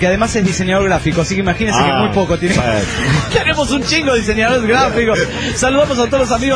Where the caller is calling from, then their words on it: Irapuato, Guanajuato, Mexico; de Irapuato, Guanajuato, México.